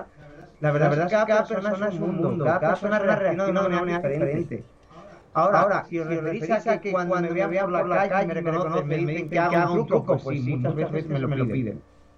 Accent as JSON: {"language": "Spanish", "town": "Tomelloso", "region": "Castilla-La Mancha", "country": "Spain", "tie": "born or raised there", "also_born_or_lived": "Manzanares", "lives_now": "Aranjuez, Spain", "said": "Ah, nací en Manzanares, Ciudad Real. He vivido toda la vida en Tomelloso, que está también en Ciudad Real, al lado de Manzanares. Y ahora vivo en Aranjuez, Madrid."}